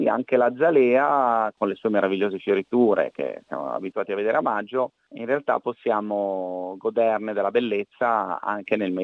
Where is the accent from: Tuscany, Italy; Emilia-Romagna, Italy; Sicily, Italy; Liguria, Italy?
Liguria, Italy; Poi io vengo dalla Liguria, il ponente savonese rappresenta forse il distretto produttivo di piante aromatiche in vaso più importanti al mondo.